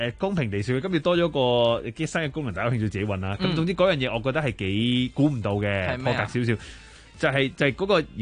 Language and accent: Cantonese; Hong Kong; 佢甚至乎係講緊嗰啲我哋香港人比較少用得到噶